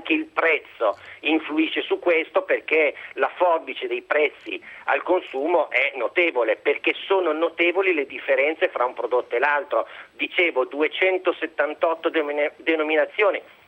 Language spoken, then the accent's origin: Italian; Emilia-Romagna, Italy; Come emiliano